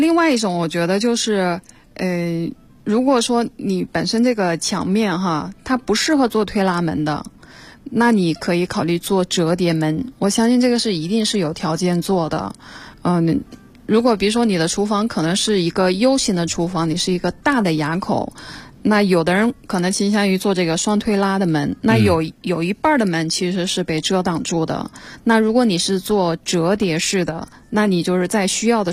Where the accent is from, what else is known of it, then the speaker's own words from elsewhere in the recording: Jiujiang, Jiangxi, China; 我的老家是江西九江嘛，